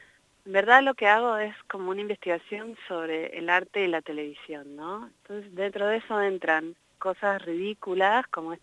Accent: Neuquén, Argentina; Yo no había venido a La Pampa antes, yo soy neuquina, pero no había pasado por aquí.

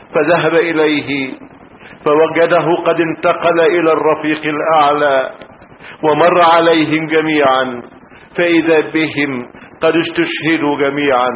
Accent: Egypt; أنا مصري ولست سوريا حتى.

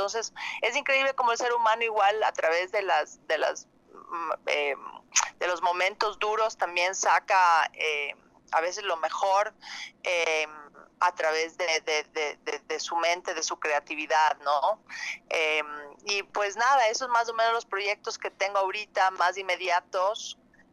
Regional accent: Ecuador; somos varios actores de Ecuador, está Roberto Manrique, Diego Miñone y yo de Ecuador

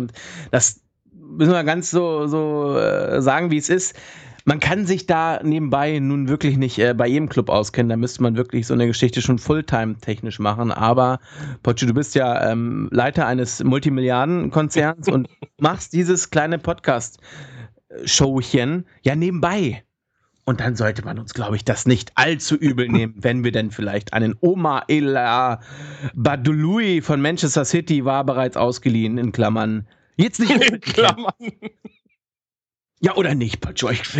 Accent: Hanover, Lower Saxony, Germany; ich als Hannoveraner muss ganz ehrlich sagen

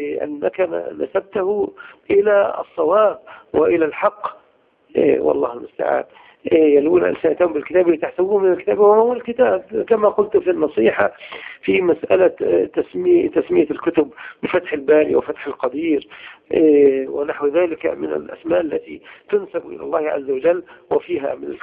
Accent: Egypt; عندنا في مصر التكفير والإخوان

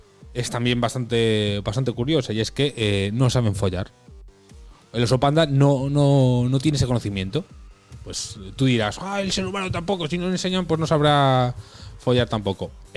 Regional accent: North West England, United Kingdom; accent: Mancunian; mi acento es muy mancunian, es muy del norte

